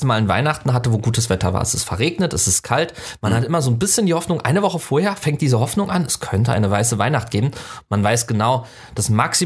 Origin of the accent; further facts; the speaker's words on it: Southwest Germany, Germany; Ich bin im Südwesten groß geworden, da war die Chance höher, aber auch selbst da nicht.